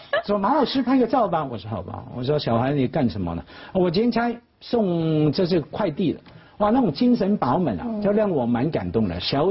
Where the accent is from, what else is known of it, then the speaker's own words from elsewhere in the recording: Hong Kong; 那我们小时候在香港，或者说我长大之后